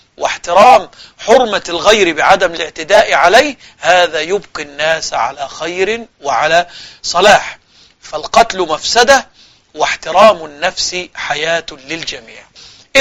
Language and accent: Arabic; Egypt; وهذا كان موجود إلى وقت قريب عندنا في مصر في الصعيد بالذات